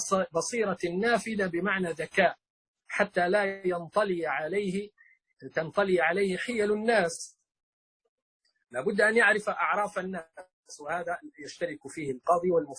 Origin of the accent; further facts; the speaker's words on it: Libya; احنا عندنا في ليبيا مثلا الدار تطلق على الغرفة والبيت يطلق على المنزل، فالدار عندنا جزء من البيت